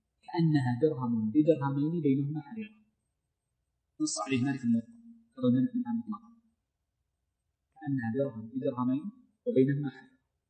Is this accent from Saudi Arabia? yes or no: yes; Saudi Arabia; المملكة عندنا في السعودية